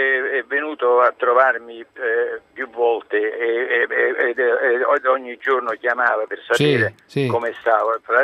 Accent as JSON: {"language": "Italian", "region": "Campania", "country": "Italy", "said": "io sono napoletano, quindi facendo le corna dico che sto bene"}